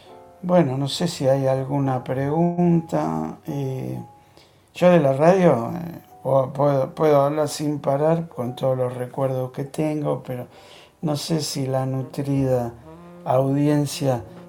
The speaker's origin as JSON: {"language": "Spanish", "town": "Gerli", "region": "Buenos Aires Province", "country": "Argentina", "said": "Si pregunta si dice que es Herley, ya sabe que soy de Herley."}